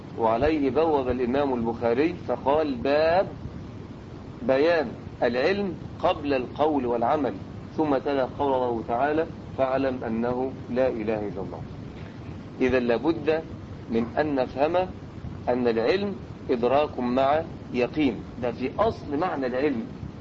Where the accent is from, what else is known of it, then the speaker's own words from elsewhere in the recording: Egypt; احنا عندنا في مصر عدة عهود